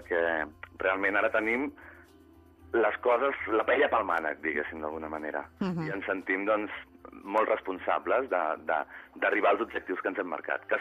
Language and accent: Catalan; Barcelona, Catalonia, Spain; born there; jo he nascut a Barcelona i jo penso en català, m'expreso en català